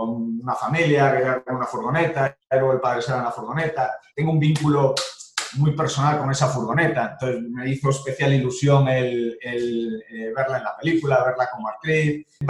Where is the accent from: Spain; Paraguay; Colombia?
Spain; Cayón, Cantabria; also born or lived in La Coruña; llevo en Cayón, no, nací en La Coruña, pero mis primeros años viví en Cayón, he estado allí en la playa siempre que estaba en La Coruña. Ahora he vuelto